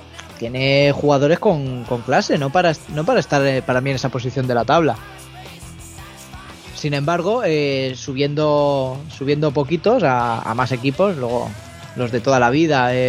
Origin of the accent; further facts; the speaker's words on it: Alicante, Valencian Community, Spain; O sea, bueno, como alicantino, al